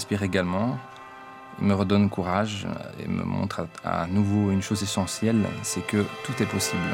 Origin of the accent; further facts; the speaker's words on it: Transylvania, Romania; J'ai 29 ans. Et je suis né en Transylvanie, Roumanie. J'étais encore enfant, j'avais environ 6 ou 7 ans. J'habitais dans la République socialiste de Roumanie.